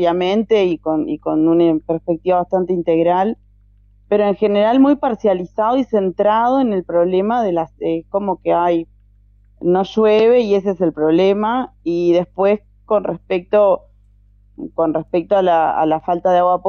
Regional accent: Soca, Canelones, Uruguay; primero que soy de Soca, Soca está a nada del arroyo Solís Chico

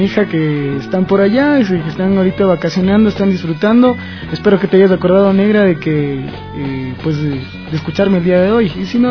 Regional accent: Ecuador; Imagínate cuántas lenguas hay en Ecuador, y para que nosotros como ecuatorianos, por costuras políticas, salgan con eso

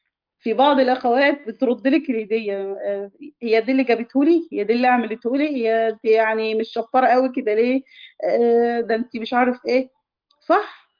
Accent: Egypt; الكراع ده اللي احنا بنسميه عندنا في مصر الكوارع

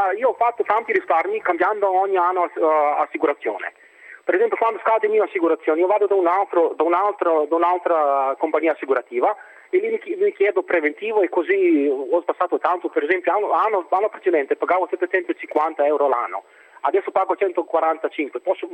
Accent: Serbia; Italian is a second language; now in Italy; Perché io sono d'origine, sono da Serbia

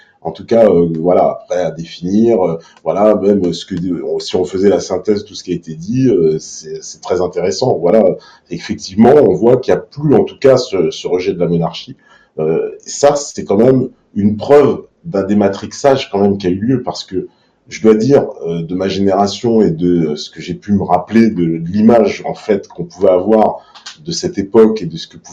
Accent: France; ce qui nous cimente, oui, c'est bien d'être français au fond

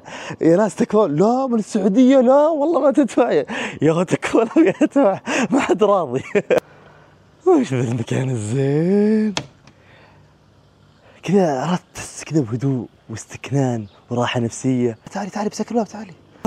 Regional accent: Saudi Arabia; هي اول ما درى ان احنا من السعوديه رفض

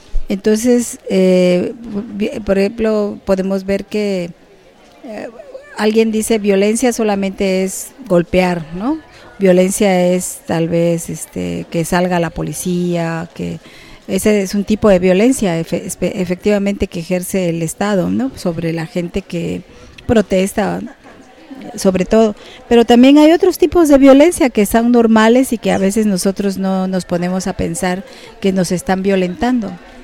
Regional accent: Juchitán, Oaxaca, Mexico; soy del Istmo de Tehuantepec, de Juchitán. Pertenezco al pueblo indígena Binizá.

